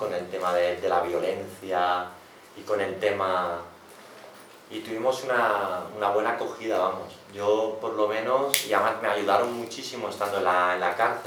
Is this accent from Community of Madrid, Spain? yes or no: no; Barcelona, Catalonia, Spain; Digo, no, yo soy de Barcelona y tal